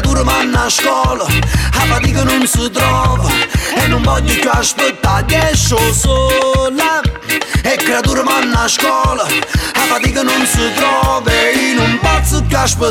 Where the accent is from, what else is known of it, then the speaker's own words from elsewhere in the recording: Naples, Campania, Italy; accent: Neapolitan; sono napoletana, giro per il mondo, riconosco i miei fratelli dall'accento napoletana, questa è la mia identità, sono nato proprio qua